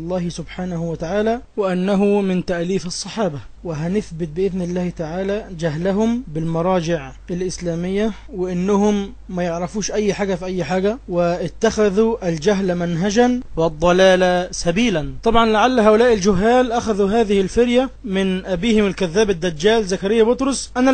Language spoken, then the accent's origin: Arabic; Egypt; اللي بيدرس في المدارس عندنا في مصر